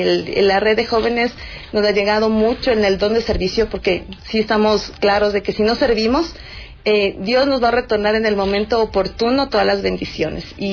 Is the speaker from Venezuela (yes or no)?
no; Ecuador; mayor retos como ecuatorianos, que estamos claros de que el Ecuador tiene mucho talento